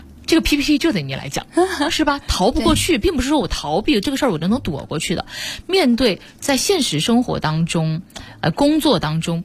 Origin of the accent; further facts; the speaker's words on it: Wuhan, Hubei, China; 嗯，我们武汉人是呢了不分。